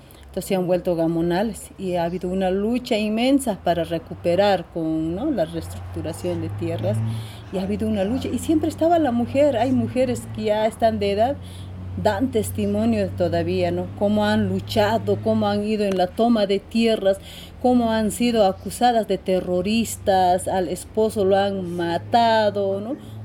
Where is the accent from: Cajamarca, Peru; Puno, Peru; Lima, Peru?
Puno, Peru; soy de mujer aymara, ¿no? Soy de Puno, Perú.